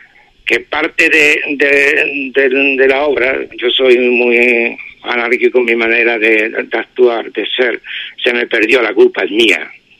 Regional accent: Ubrique, Andalusia, Spain; era beneficioso para mi pueblo y para mi obra que se pusiera que es Ubrique.

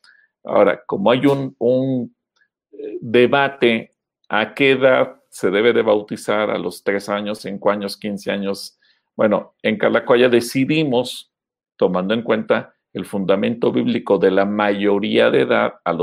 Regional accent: Mexico; las costumbres y tradiciones que tenemos como pueblo mexicano

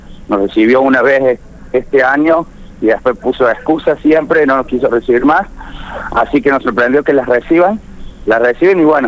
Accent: Córdoba, Argentina; yo vivo, o sea, vivo 5 minutos de Malvinas, ¿no? Un pueblo que está muy cerca, no soy vecino precisamente de Malvinas, soy de un barrio de Córdoba, pero estoy muy cerca de ellos.

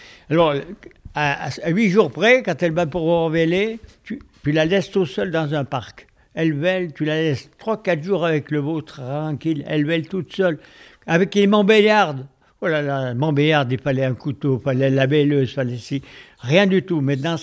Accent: Grésin, Auvergne-Rhône-Alpes, France; En 38, parce que je suis né à Grésin, je suis grésinier, avec mon frère on est né à Grésin, et on est grésinier d'adoption, commune de Léa, et j'ai commencé d'aller à l'école à 4 ans à Grésin

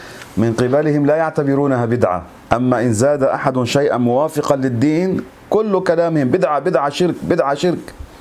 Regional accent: Lebanon; واحد كان يقال له عندنا في لبنان من الزعران

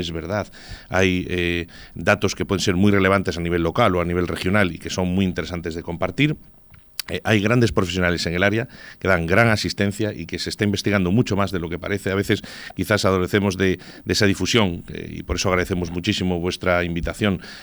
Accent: Asturias, Spain; Yo soy asturiano.

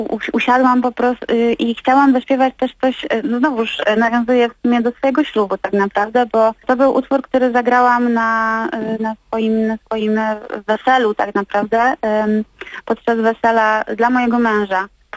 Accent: Gliwice, Silesian Voivodeship, Poland; ten utwór, który tak naprawdę też był śpiewany w kościele przez mojego tatę, który był organistą u nas w Gliwicach w parafii Wszystkich Świętych.

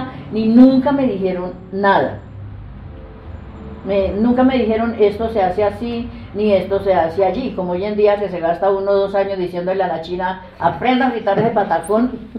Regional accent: Mesitas, Cundinamarca, Colombia; Yo soy de Mesitas

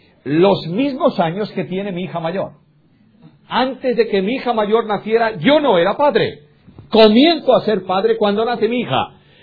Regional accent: Galicia, Spain; Yo soy, bueno, primero gallego. Yo soy gallego y además español. Vivo en España y mi ciudadanía es española.

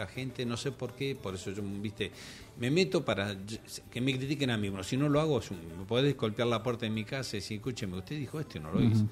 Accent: Quilmes, Buenos Aires Province, Argentina; Yo me crié ahí en Quilmes y mi abuelo me llevaba al cine.

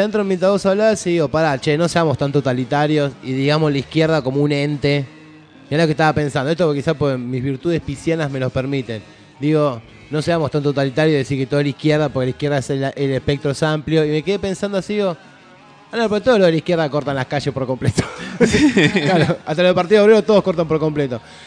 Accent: Argentina; me parece que es momento que nosotros como argentinos y argentinas, ¿no?

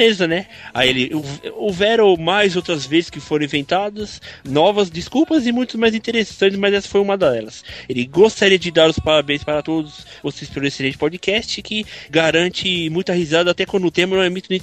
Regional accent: São Paulo, Brazil; Ele é de São Paulo aqui, da minha terra.

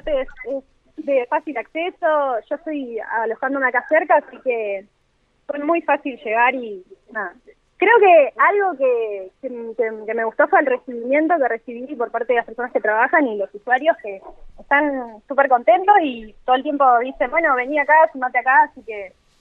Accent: General Roca, Río Negro, Argentina; Yo vengo de General Roca.

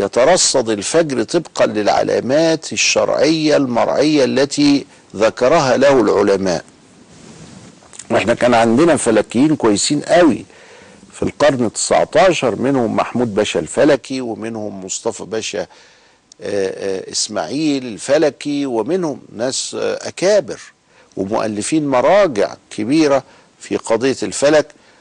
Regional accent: Egypt; وهنا عندنا في مصر مع سيد قطب رحمه الله.

